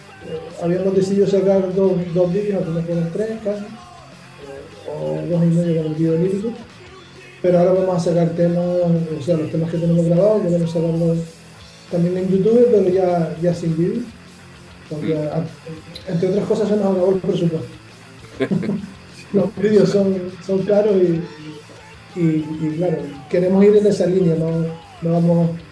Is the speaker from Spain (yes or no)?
yes; Canary Islands, Spain; Sí, somos un grupo de Canarias y queremos reivindicar que somos de Canarias.